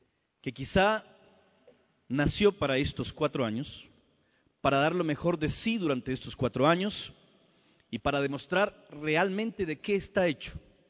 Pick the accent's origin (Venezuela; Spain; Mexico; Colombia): Colombia; Es una alegría estar de nuevo en mi país, Colombia